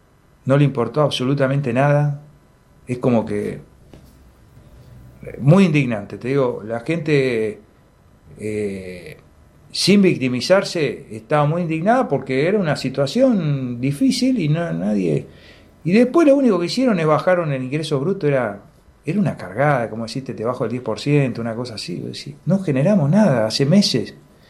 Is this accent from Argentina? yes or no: yes; Patagonia, Argentina; más de lo que somos como patagónicos, ¿no?